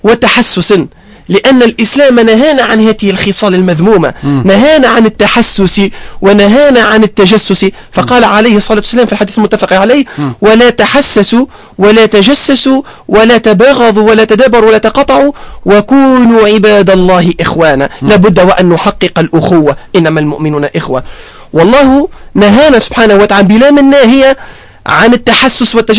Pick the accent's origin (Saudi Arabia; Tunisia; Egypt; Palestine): Tunisia; أنا كمواطن تونسي ليست لي أي سلطة أو أي صلاحيات